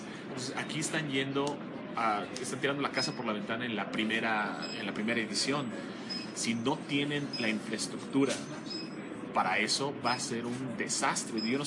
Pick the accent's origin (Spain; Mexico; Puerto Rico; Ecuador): Mexico; porque soy mexicano, no hay manera de evadirlo